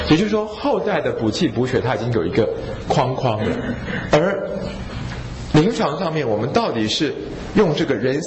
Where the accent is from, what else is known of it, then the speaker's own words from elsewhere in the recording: Taiwan; 但是我觉得作为一个台湾人哦，大部分的时候我们都会败给恐惧